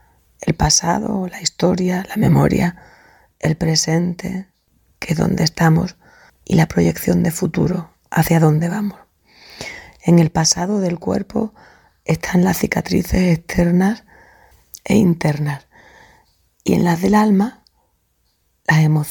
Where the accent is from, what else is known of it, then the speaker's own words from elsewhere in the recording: Seville, Andalusia, Spain; soy de Sevilla y tengo 61 años.